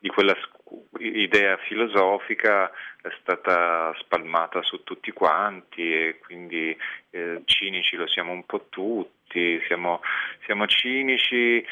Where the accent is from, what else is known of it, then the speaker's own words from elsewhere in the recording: Montepulciano, Tuscany, Italy; sono nato a Montepulciano e ho vissuto in una frazione di Montepulciano che si chiama Badia di Montepulciano ed è stata un'infanzia felice, abitavo in questo piccolo paese